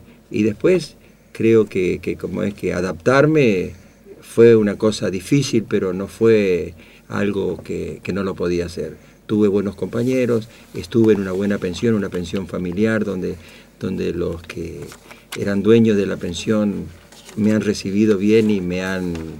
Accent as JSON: {"language": "Spanish", "town": "Goya", "region": "Corrientes", "country": "Argentina", "tie": "born or raised there", "also_born_or_lived": "Formosa", "said": "estábamos en el campo prácticamente, y vinimos a Goya, siendo muy chiquito. Yo no me acuerdo de mis vivencias en Goya. Entonces, Goya es Corrientes, es una ciudad de la provincia de Corrientes. Y bueno, mi infancia y mi adolescencia la pasé ahí"}